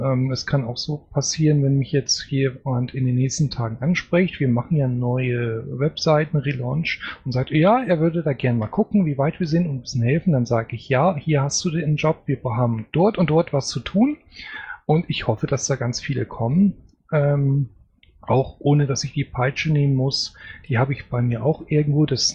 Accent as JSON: {"language": "German", "region": "Northern Germany", "country": "Germany", "said": "Ich bin Norddeutscher, das kann ich nicht."}